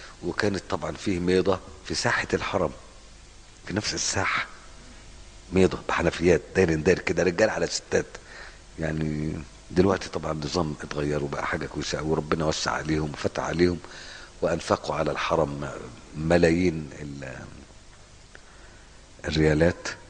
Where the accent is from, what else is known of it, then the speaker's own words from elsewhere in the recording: Egypt; انا روح عندنا في مصر، روح يعني روح في 60 داهيه البعيد مثلا